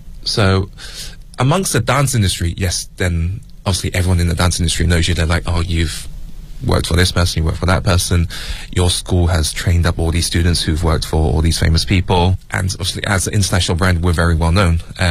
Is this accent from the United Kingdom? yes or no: yes; England, United Kingdom; growing up in England and in a small white city as a Chinese person